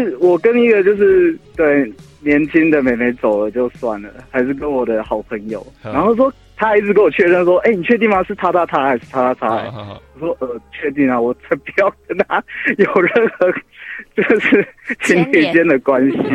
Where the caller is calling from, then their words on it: Chiayi, Taiwan; 我是嘉义的